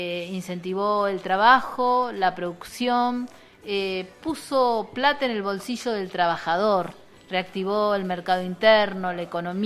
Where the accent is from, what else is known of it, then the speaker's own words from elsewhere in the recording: Buenos Aires, Argentina; yo que vengo del pueblo de Eva